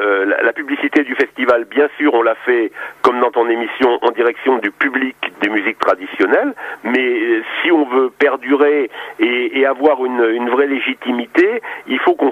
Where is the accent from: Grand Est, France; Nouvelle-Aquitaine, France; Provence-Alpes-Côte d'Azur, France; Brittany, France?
Grand Est, France; Nancy; Quand on vient de Nancy, c'est loin, donc autant amortir le voyage